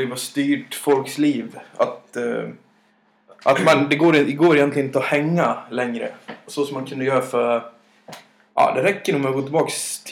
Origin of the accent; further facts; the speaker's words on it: Dalarna County, Sweden; ni hör väl stockholmskan, jag är så mycket dalmas som det går, va?